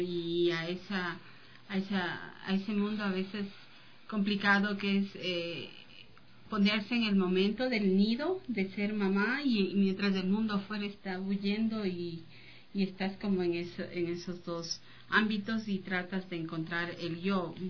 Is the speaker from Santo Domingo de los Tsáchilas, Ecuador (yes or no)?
no; Quito, Pichincha, Ecuador; yo pienso que como quiteños y equinocciales, volver al tema de los equilibrios en todo es básico